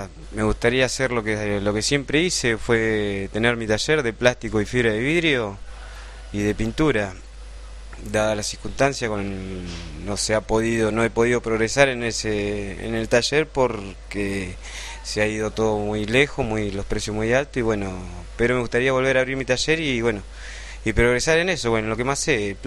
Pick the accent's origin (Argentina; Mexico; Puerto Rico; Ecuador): Argentina; Bahía Blanca, Buenos Aires Province; born there; moved away; also born or lived in Allen; De Bahía Blanca, nacido en Bahía Blanca, y hace 8 años me fui a vivir a Río Negro, Allen.